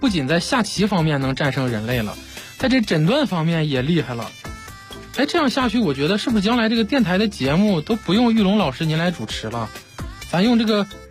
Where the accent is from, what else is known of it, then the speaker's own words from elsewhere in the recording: Beijing, China; 我们中国人呢就都很勤奋